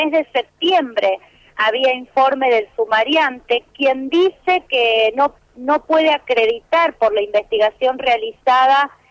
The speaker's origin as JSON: {"language": "Spanish", "region": "Neuquén", "country": "Argentina", "said": "nosotras somos de Neuquén"}